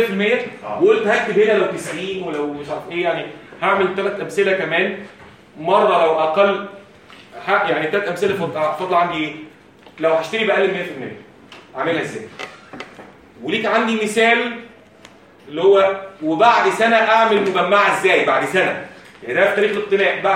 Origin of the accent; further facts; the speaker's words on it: Egypt; عندنا في مصر صعب